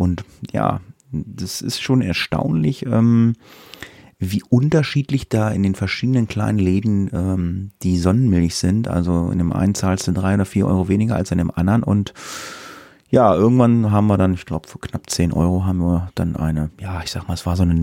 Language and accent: German; Lower Saxony, Germany; in Deutschland, in einigen Bundesländern ist, glaube ich, auch Feiertag, aber nicht in Niedersachsen, wo ich herkomme.